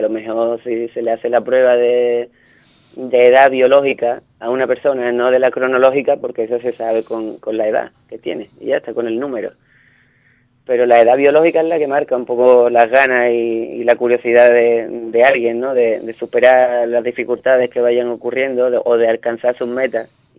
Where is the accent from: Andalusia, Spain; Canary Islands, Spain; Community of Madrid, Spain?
Andalusia, Spain; Ubrique; si me quiero definir como ubriqueño, como gaditano, como español, como europeo